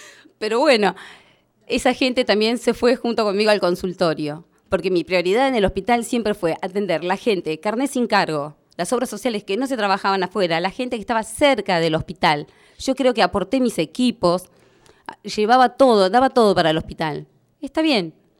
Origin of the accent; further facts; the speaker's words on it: Jaramillo, Santa Cruz, Argentina; now in Puerto Deseado, Argentina; Yo soy de acá de Deseado. Va, me crié en Jaramillo, vivo acá en Deseado